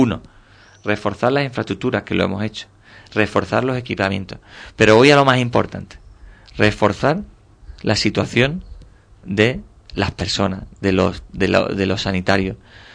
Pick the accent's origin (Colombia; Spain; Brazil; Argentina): Spain; Cádiz, Andalusia; como el que yo vengo de Cádiz, de la ciudad de Cádiz, que su propio entorno físico pues te genera muchas dificultades